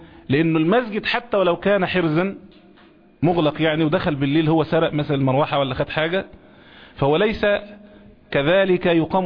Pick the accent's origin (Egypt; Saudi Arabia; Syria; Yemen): Egypt; زي ما المثل المشاع عندنا هنا كمصريين يقولوا